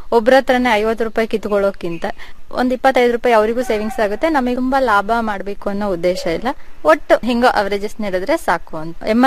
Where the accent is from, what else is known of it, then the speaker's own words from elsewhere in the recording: Aldur, Karnataka, India; now in Shivamogga, India; ಚಿಕ್ಕಮಂಗಳೂರು ಹತ್ರ ಆಲ್ದೂರು.